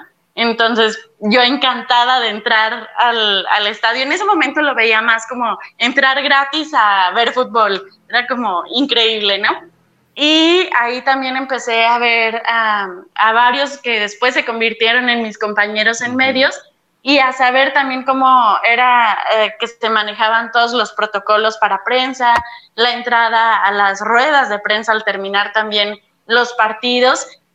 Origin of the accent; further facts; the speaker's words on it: Aguascalientes, Mexico; es parte de lo que se vive en Aguascalientes, de cómo vivimos aquí, de cómo somos las personas de Aguascalientes.